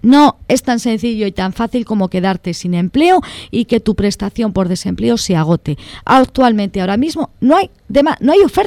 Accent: Valladolid, Castile and León, Spain; en Valladolid, mi tierra natal

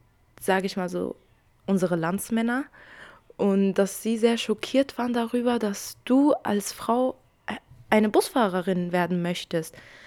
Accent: Syria; now in Germany; bei uns, in unserer Heimat, ich bin ja auch aus Syrien

